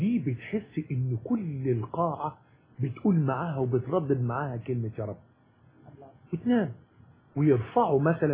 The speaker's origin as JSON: {"language": "Arabic", "country": "Egypt", "said": "احنا عندنا في مصر يمكن المشكله ان احنا بنتعامل مع البطل المعاق على انه معاق"}